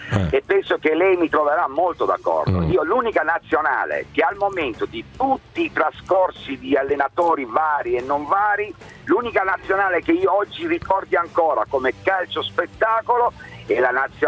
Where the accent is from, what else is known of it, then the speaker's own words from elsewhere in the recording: Apulia, Italy; Niente, io sono un salentino, quindi da Tatina anch'io, come il presidente ascoltatore.